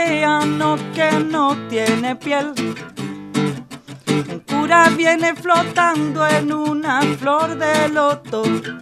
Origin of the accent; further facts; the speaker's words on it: City Bell, Buenos Aires Province, Argentina; Iba a un conservatorio ahí en Citibel. Yo soy de Citibel.